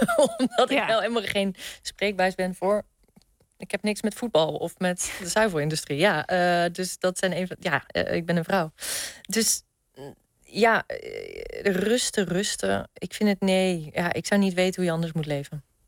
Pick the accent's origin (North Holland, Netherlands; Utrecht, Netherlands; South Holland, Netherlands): South Holland, Netherlands; Nieuwendijk; Ik ben opgegroeid in de Hoekse Waard, een heel klein dorpje Nieuwendijk.